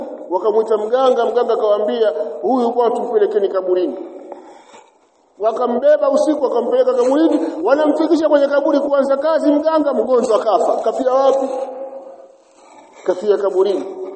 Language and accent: Swahili; Tabora, Tanzania; Yupo shekhe mmoja alifika kaburini kule kwetu Tabora.